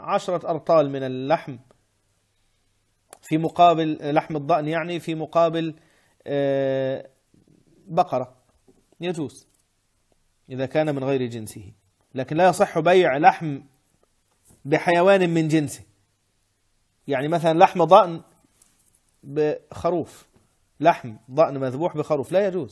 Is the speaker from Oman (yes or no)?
no; Egypt; الزلابية اللي هي معروفة عندنا في مصر بزلابية، ومعروفة عندنا بلقمة القاضي، ومعروفة هنا بلقيمات